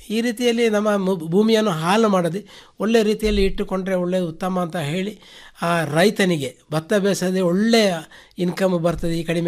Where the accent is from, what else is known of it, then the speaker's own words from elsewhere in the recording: Puttur, Karnataka, India; ಬೇಕಾದಲ್ಲಿ ಯಾರಾದರೂ ಹತ್ತಿರ ಇದ್ದರೆ ನಮ್ಮ ಊರ ಪುತ್ತೂರು ತಾಲೂಕಿನ ಆಸ್ಪಾಸಿನಲ್ಲಿ ಎಲ್ಲಿ ಇದ್ದರೂ ನಾವೇ ಮಾಡಿಕೊಡುವಂಥ ವ್ಯವಸ್ಥೆಯನ್ನು ಖಂಡಿತ ಮಾಡ್ತೇವೆ